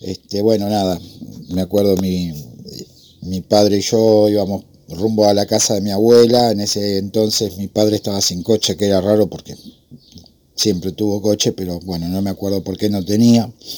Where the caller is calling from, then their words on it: Remedios de Escalada, Buenos Aires Province, Argentina; de Escalada.